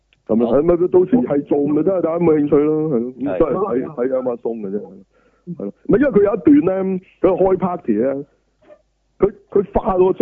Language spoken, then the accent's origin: Cantonese; Hong Kong; 我香港人